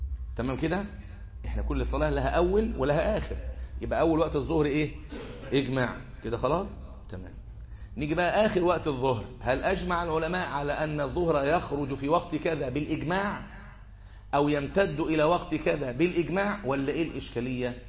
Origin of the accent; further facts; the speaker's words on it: Egypt; فما بيحصلش عندنا في مصر مساله طول الظل صفر دي